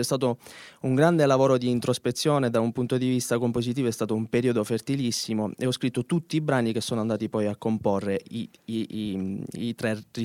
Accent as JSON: {"language": "Italian", "town": "Vittoria", "region": "Sicily", "country": "Italy", "tie": "born there", "said": "Io sono nato a Vittoria, che è in provincia di Ragusa. Mm. E, insomma, tuttora vivo lì, sento l'esigenza di fare base lì"}